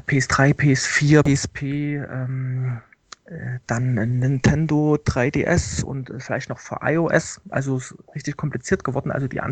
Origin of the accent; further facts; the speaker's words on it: Leipzig, Saxony, Germany; Ja, ich komme aus Leipzig, hatte schon zu DDR-Zeiten als Schüler an DDR-Computern herumgewirtschaftet